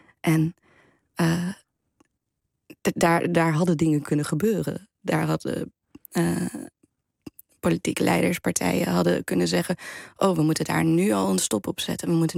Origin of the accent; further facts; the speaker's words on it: Almere, Flevoland, Netherlands; ik kom uit Flevoland, uit Almere